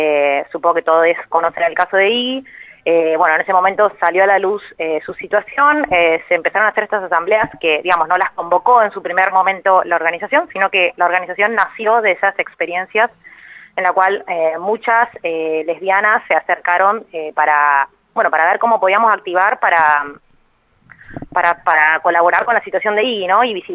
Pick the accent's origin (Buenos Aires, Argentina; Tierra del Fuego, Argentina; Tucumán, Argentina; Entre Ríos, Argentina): Buenos Aires, Argentina; soy de Capital